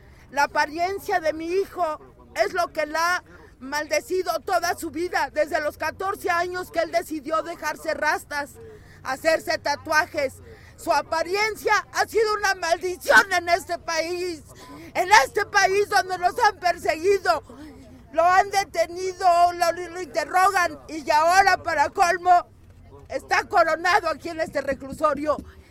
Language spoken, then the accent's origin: Spanish; Mexico City, Mexico; me hacía más orgullosa todavía ser del Distrito Federal